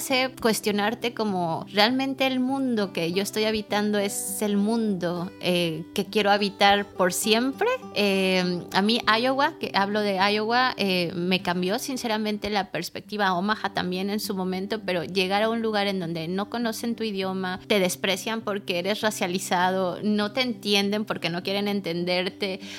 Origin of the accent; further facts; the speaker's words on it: Mexico; now in Madrid, Spain; Soy mexicana, pero soy madrileña, ¿no?